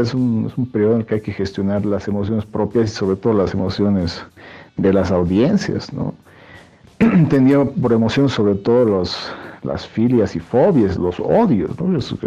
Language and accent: Spanish; Bolivia; me interesa como boliviano